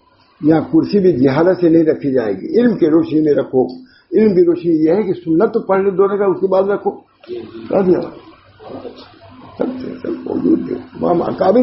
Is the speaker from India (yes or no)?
yes; Allahabad, Uttar Pradesh, India; میں الہ آباد کا ہوں